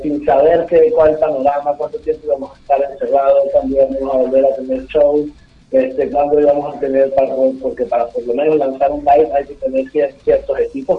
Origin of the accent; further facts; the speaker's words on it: Venezuela; now in Argentina; Sí, somos de Venezuela. Estamos radicados aquí en Argentina.